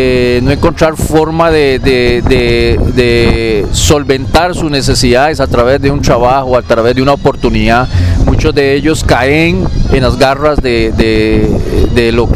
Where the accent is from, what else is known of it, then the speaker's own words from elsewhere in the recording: Limón, Costa Rica; soy nativo de la provincia de Limón.